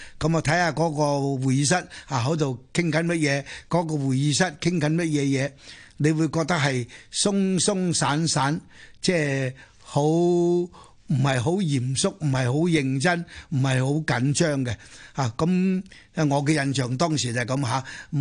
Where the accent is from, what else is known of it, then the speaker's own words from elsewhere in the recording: Chaozhou, Guangdong, China; 呢个我系潮州人，自细听我妈讲